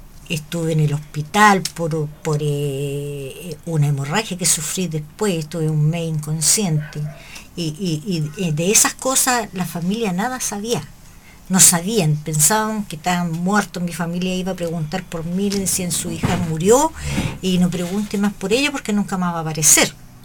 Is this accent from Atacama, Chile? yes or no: no; Hualpén, Biobío, Chile; Yo soy de Hualpén. Y en esos momentos yo era estudiante del liceo comercial en La Salina.